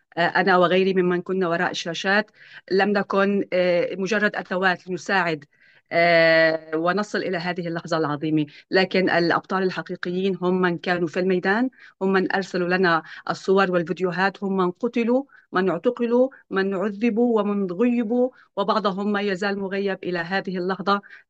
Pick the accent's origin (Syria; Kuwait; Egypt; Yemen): Syria; moved away; أنا خرجت من سوريا في منتصف عام 2010، ومنذ ذلك الوقت لم أعد